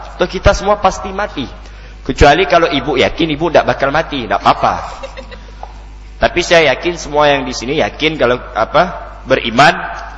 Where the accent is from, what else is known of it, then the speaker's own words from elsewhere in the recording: Pontianak, West Kalimantan, Indonesia; Saya lahir di Pontianak, besar di Pontianak